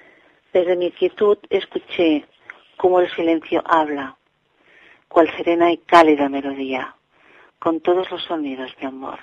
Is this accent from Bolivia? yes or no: no; Barcelona, Catalonia, Spain; de Barcelona